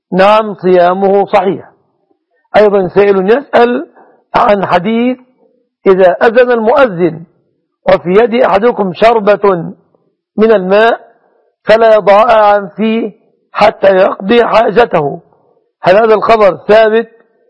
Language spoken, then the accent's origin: Arabic; Egypt; أن يجعل بلادنا مصر وسائر بلاد